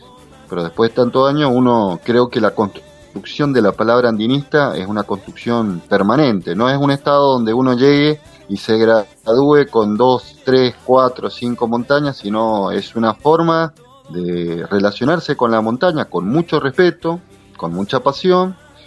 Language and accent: Spanish; Mendoza, Argentina; en el caso mío soy más mendocino que el vino Malbec, así. Soy nacido y criado en Mendoza.